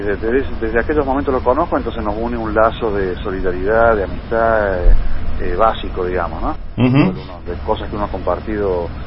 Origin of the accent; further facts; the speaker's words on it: Córdoba, Argentina; now in Buenos Aires, Argentina; soy cordobés, viviendo aquí en Buenos Aires, pero cordobés.